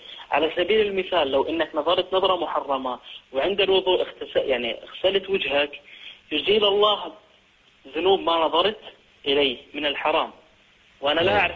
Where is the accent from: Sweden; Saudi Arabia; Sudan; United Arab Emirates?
Sweden; أنا من السويد